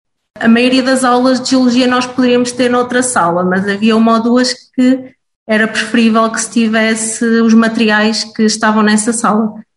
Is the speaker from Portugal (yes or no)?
yes; Oliveira do Hospital, Centro, Portugal; Tenho 26 anos, nasci e cresci em Oliveira do Hospital, fiz o ensino superior em Coimbra.